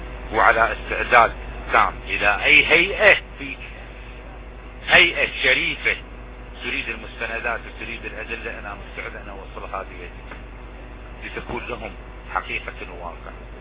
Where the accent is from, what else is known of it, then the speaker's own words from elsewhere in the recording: Iraq; نحن كلنا عراقيين